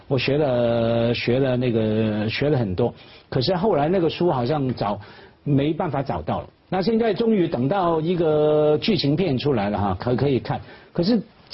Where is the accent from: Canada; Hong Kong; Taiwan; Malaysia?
Hong Kong; 可是又看到我们作为香港人了、啊，学习不小